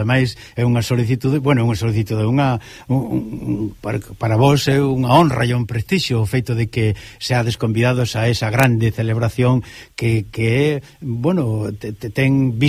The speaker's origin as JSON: {"language": "Galician", "region": "Galicia", "country": "Spain", "said": "Como decimos galegos, algo que paga a pena darse conta"}